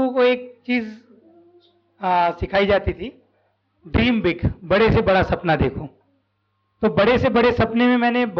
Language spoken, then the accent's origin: Hindi; Raipur, Chhattisgarh, India; मैं रायपुर छत्तीसगढ़ से हूँ और 2009 में मैंने पहली बार